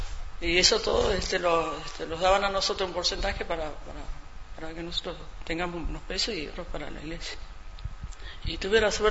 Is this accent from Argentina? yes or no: yes; Buenos Aires, Argentina; yo me crié en Buenos Aires con una familia, en primera junta, y hasta los 15, 16 años, volví con mi mamá de vuelta.